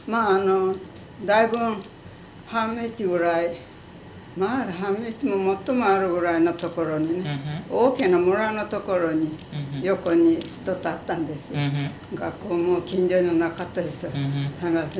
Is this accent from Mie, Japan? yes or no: no; Kokura, Fukuoka, Japan; 福岡県小倉市で、それから何を、ちょっと田舎の方ですよ。椿市。